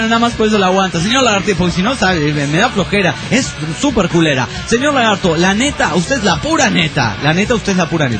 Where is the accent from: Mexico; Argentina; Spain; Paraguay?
Mexico; Toluca, State of Mexico; Yo soy de Toluca. El estado de Cid.